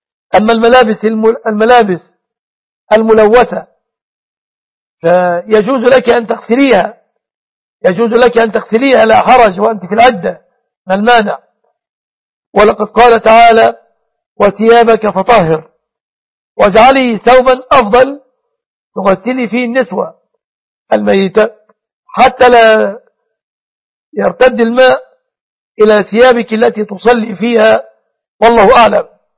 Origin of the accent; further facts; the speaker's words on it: Egypt; بلادنا مصر وسوريا